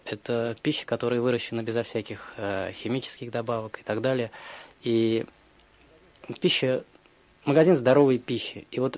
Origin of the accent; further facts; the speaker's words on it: Russia; когда он узнал, что мы из России